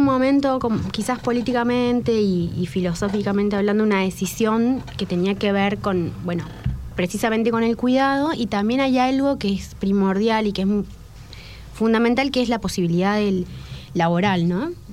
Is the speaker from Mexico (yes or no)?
no; Maipú, Mendoza, Argentina; yo vengo de Mendoza, nací en Maipú, ahí en la Ruta del Buen Vino.